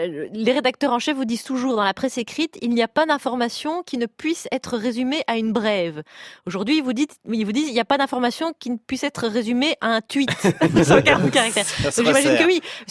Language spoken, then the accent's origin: French; Belgium; accent: Belgian; Ah, c'est avec mon petit accent belge, j'ai un petit qui traîne.